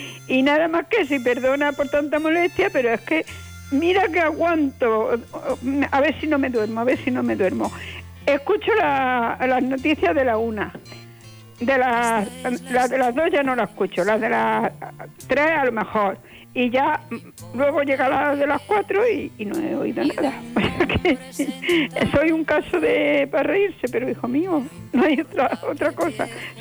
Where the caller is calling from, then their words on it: Córdoba, Andalusia, Spain; de Córdoba.